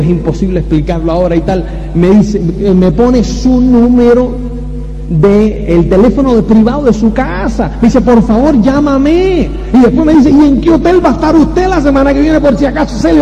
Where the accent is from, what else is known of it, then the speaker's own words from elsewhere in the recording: Spain; Entonces nosotros hablamos, no, somos de España y no sé qué y tal y cual.